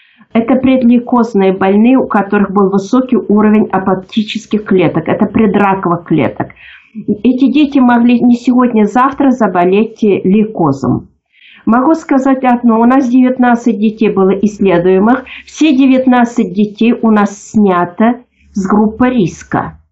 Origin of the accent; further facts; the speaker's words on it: Bashkortostan, Russia; потому что я сама родом из Башкирии.